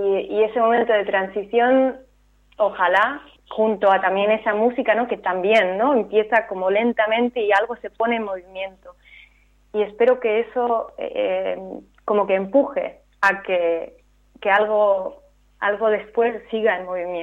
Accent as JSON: {"language": "Spanish", "country": "Spain", "tie": "born or raised there", "lives_now": "Berlin, Germany", "said": "Yo he crecido en España y soy medio española, pero me he educado a nivel universitario y a empezar a trabajar en extranjero, ¿no? Y ahora vivo también, o sea, sigo viviendo en Berlín."}